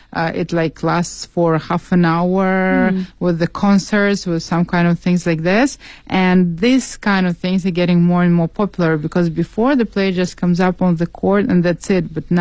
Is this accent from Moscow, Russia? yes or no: no; Saint Petersburg, Russia; English is a second language; because I'm from St. Petersburg myself